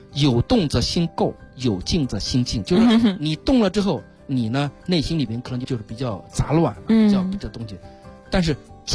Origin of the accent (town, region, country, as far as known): China